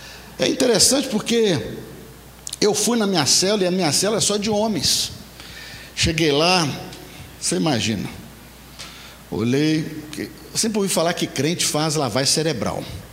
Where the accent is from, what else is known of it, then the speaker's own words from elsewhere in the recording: Nanuque, Minas Gerais, Brazil; now in Belo Horizonte, Brazil; fica ali no Nordeste Mineiro, né? E viemos lá da Grande Nanuque e viemos para Belo Horizonte em 2001